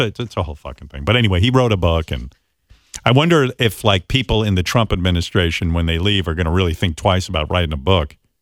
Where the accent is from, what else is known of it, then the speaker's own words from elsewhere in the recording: United Kingdom; We're British. We don't go to the beach. We're pale. We look like vampires.